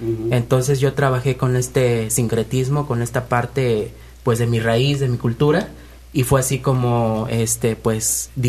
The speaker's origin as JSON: {"language": "Spanish", "town": "Tempoal", "region": "Veracruz", "country": "Mexico", "said": "Yo soy del norte de Veracruz, de la Huasteca Veracruzana, del municipio de Tempoal, para ser más específico."}